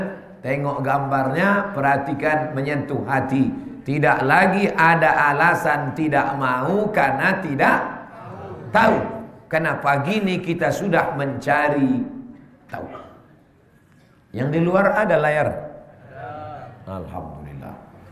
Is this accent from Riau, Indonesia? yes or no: yes; Riau, Indonesia; malu kita orang Riau.